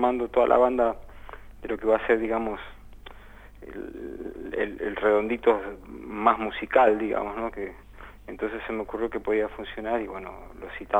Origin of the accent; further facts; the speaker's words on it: Buenos Aires Province, Argentina; yo soy de Zona Oeste.